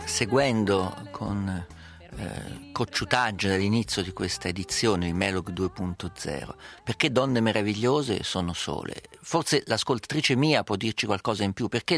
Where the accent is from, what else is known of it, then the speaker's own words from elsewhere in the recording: Umbria, Italy; accent: Perugian; Al mio paese dicono, lo dico in perugino